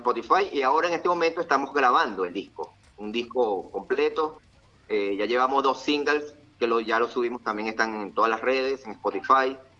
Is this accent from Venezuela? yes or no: yes; Venezuela; No, no, yo solamente soy de Venezuela.